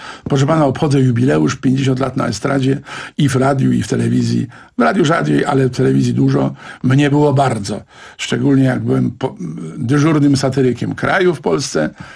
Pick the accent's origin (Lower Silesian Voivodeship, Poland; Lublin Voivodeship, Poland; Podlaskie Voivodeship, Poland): Lower Silesian Voivodeship, Poland; Brzeg Dolny; w Brzegu Dolnym, skąd pochodzę